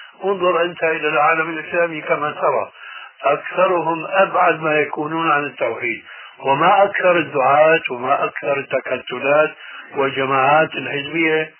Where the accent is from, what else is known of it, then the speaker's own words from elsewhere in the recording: Syria; وهو يشير إلى بلدي يعني سوريا